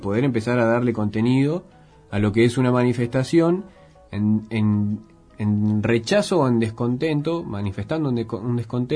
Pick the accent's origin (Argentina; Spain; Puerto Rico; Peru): Argentina; Punta Alta, Buenos Aires Province; cerca de donde yo vengo, de Punta Alta. En Bahía Blanca también hubo manifestación y mucha gente. En mi ciudad también hubo, pero bueno, es un pueblo, no hubo tanto.